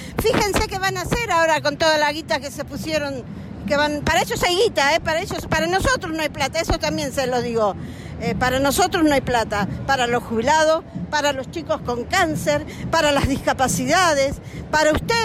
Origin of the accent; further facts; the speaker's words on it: San Miguel, Buenos Aires Province, Argentina; Yo no soy de acá, soy de San Miguel, pero no importa, este va a ser siempre mi lugar, hace rato que es mi lugar.